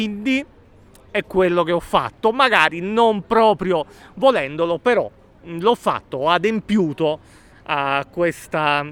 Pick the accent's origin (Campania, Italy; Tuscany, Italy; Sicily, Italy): Campania, Italy; Torre del Greco; io sono di Torre del Greco, esattamente a metà tra Napoli e Pompei